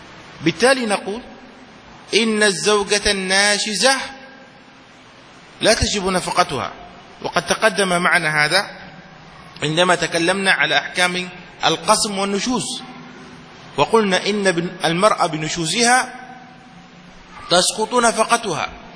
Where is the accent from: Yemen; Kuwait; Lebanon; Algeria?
Yemen; عندنا في اليمن عندما تشاهد الصور القديمة